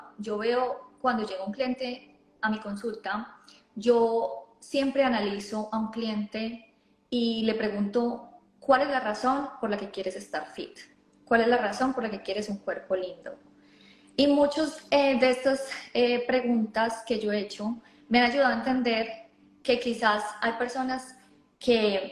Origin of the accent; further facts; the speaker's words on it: Colombia; now in Australia; yo soy de Colombia y vivo en Australia, y llegué hace 9 años exactamente.